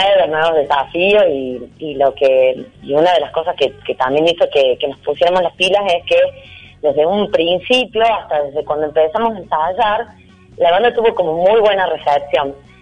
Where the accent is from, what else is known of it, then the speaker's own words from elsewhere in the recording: Córdoba, Argentina; accent: Cordobés; Y bueno, se reirán de cómo hablo, porque yo soy muy cordobesa, todo el mundo me lo dice